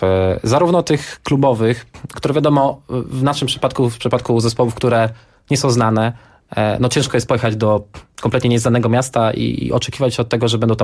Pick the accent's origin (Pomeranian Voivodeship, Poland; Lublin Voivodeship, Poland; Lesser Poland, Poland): Lublin Voivodeship, Poland; z Lubelszczyzny, czyli stamtąd z Lublina, Kraśnika, gdzie pochodzimy